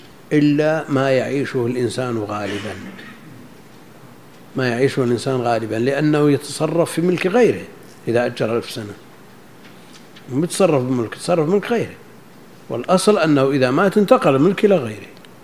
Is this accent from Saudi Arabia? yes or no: yes; Najd, Saudi Arabia; مثل هذا كان موجود عندنا في نجد